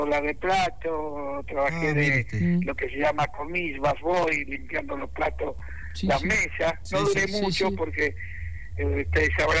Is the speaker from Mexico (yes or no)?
no; Saavedra, Buenos Aires Province, Argentina; Sí, yo soy de Saavedra.